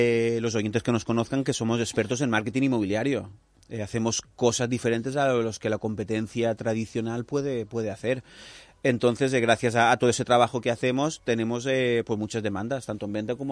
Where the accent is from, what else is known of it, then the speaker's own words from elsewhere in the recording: Las Vallas, Valencian Community, Spain; Yo soy de Las Vallas